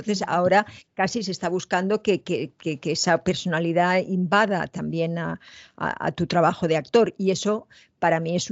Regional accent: Spain; que tampoco soy la española que todo el mundo piensa, ¿no?

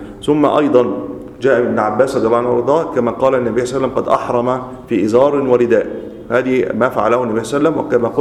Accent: Egypt; لكن إحنا عندنا في مصر تحديدا مشهورين

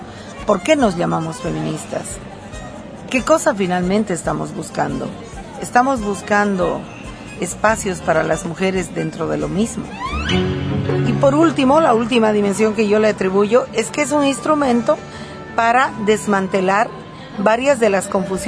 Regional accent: Bolivia; a mí como ciudadana boliviana y como movimiento, me interesa

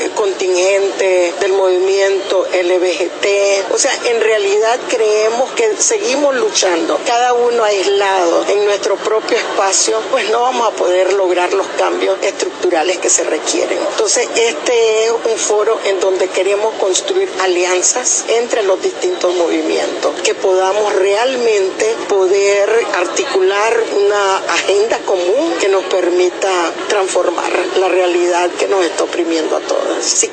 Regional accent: Nicaragua; soy del Movimiento de Mujeres Indígenas a nivel global, pero vengo de Nicaragua

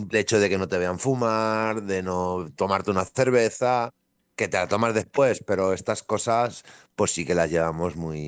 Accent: Valencian Community, Spain; first language Valencian; somos de un pueblo de Valencia que somos valenciano parlantes de cuna. Entonces, estamos acostumbrados a hablarnos en valenciano

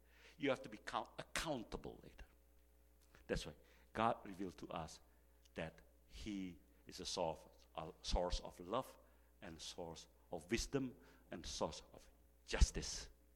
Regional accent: Jakarta, Indonesia; English is a second language; When I grew up in Indonesia, I was never thought that I would become a Christian, because I live in Jakarta

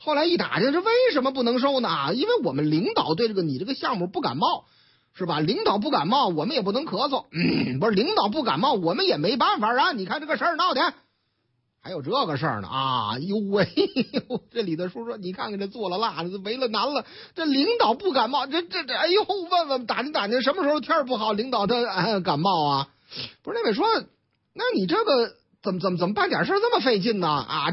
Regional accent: Tangshan, Hebei, China; 唐山啊，我老家，你看了没有？这回正差我老家，河北唐山

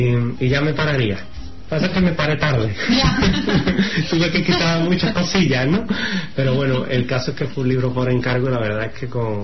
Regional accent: Seville, Andalusia, Spain; De Sevilla, evidentemente, en mi tierra me he hartado de escribir.

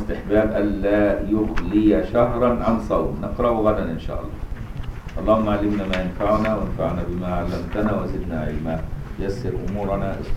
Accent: Egypt; في مصر عندنا سلطة كل المذاهب عندنا في مصر

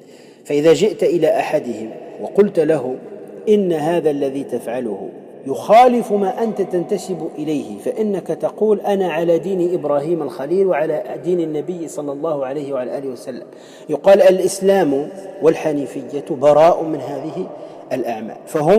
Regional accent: Tunisia; ولهذا عندنا في تونس مثلا فيما يسمى بالحضرة وغيره

